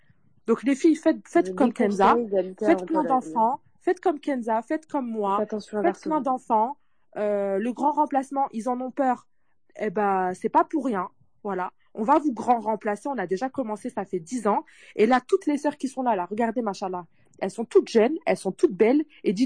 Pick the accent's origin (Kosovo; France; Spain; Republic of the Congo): France; nous, on est musulmans et on est français, on va rester ici.